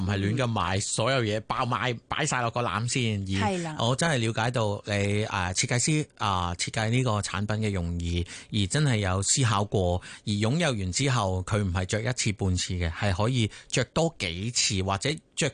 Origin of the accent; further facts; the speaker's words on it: China; 咁我覺得呢個都唔係代表我哋中國人冇嘅概念，係有嘅